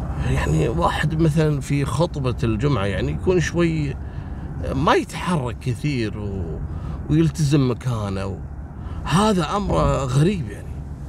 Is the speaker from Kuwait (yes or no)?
yes; Kuwait; وكانوا كثير من القضايا حصلت حتى عندنا في الكويت